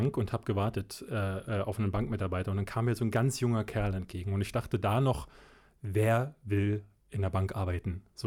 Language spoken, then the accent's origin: German; Berlin, Germany; ich bin in Berlin-Marzahn groß geworden. Und Berlin-Marzahn ist in der Zeit, also in den 80er Jahren, Anfang der 80er, ich bin ja 81 geboren, gerade erst gebaut worden. Also die ganzen Außenbezirke Berlins, gerade in den Osten hinein.